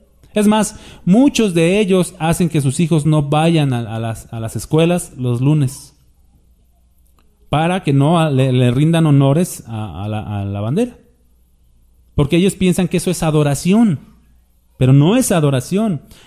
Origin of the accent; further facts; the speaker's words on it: Mexico; Es un respeto al simbolismo de México, pues somos mexicanos, ¿no?